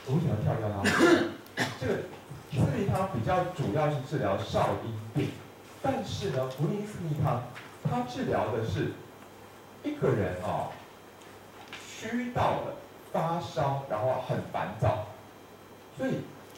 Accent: Taiwan; 而且我们台湾人会说，感冒的时候不但一体的社区量要大

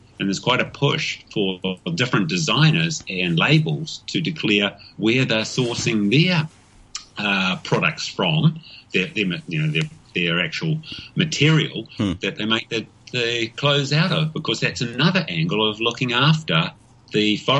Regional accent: New Zealand; But then again, I have a real challenge as being a New Zealander with our good old Australian imports, the possum

